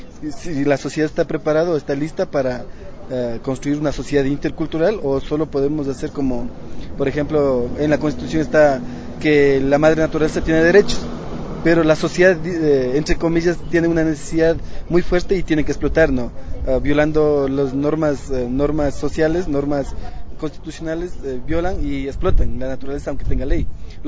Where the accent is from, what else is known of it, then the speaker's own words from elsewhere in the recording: Otavalo, Imbabura, Ecuador; Soy Otavalo y pertenezco a la institución Tincunac, que es